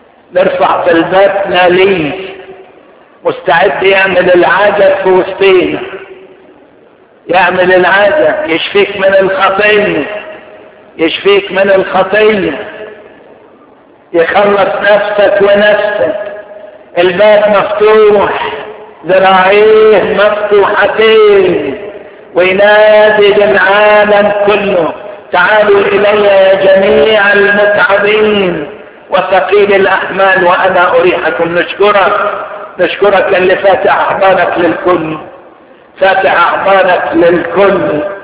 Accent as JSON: {"language": "Arabic", "country": "Egypt", "said": "بنوصيك على بلادنا مصر"}